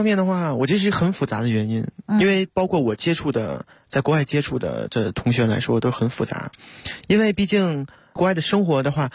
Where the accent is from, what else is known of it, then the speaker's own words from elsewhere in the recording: China; 因为我是中国人嘛